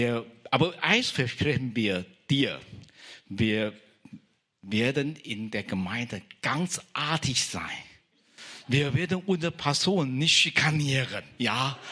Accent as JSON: {"language": "German", "country": "Taiwan", "moved": "yes", "lives_now": "Germany", "said": "ich komme aus Taiwan und ich bin vor 30 Jahren circa bin hierher gekommen."}